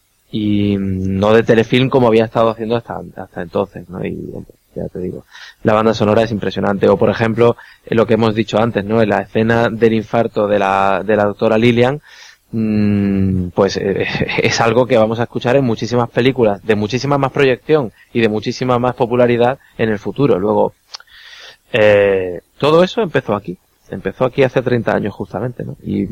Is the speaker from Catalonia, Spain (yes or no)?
no; Málaga, Andalusia, Spain; es que soy andaluz, soy de Málaga